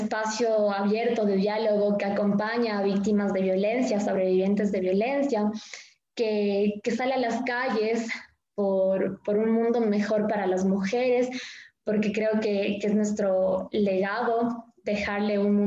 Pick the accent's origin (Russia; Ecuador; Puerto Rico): Ecuador; Cuenca, Azuay; yo vengo de Cuenca